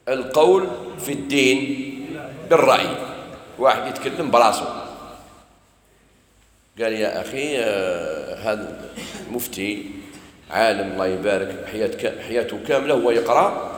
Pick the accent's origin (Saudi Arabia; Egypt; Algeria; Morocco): Algeria; انا نقول لك انا جزائري